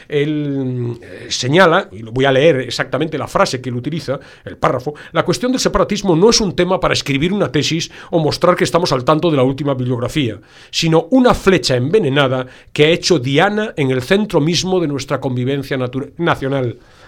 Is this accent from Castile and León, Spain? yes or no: no; Galicia, Spain; accent: Galician; probablemente los oyentes hayan percibido mi sonsonete final, en mi canto un poco cuando hablo. Viniendo de Galicia